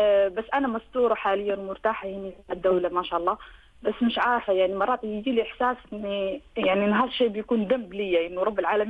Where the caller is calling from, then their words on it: Somalia; أنا صومالية مقيمة في دولة الإمارات مدينة الشارجة.